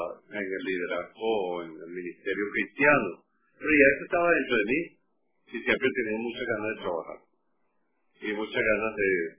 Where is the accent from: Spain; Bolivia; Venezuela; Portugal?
Venezuela; Barquisimeto, Lara; born there; No, yo nací en el municipio Irribarren de Barquisimeto.